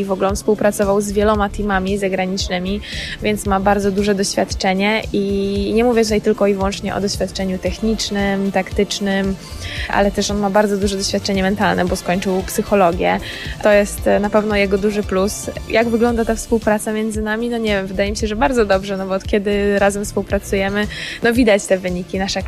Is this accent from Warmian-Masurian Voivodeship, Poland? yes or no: yes; Iława, Warmian-Masurian Voivodeship, Poland; że jestem z Iławy i stamtąd pochodzę i tam się wychowałam. Jezioro w ogóle położone w centrum miasta.